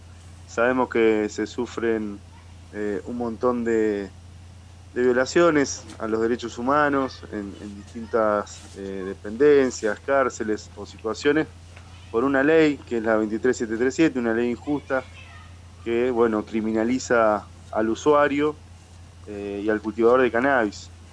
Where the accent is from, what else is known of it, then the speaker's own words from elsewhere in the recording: La Plata, Buenos Aires Province, Argentina; Bueno, yo pertenezco, soy de La Plata